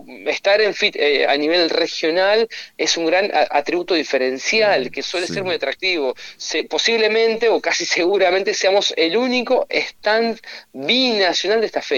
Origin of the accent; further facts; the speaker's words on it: Concordia, Entre Ríos, Argentina; Yo soy de Concordia